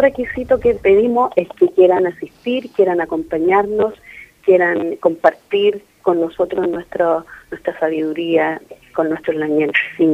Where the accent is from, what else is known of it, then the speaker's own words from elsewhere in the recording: Temuco, Araucanía, Chile; nosotros como mapuches vivimos en el sur. Yo soy de Temuco y en estos momentos estoy estudiando en la Universidad de Chile.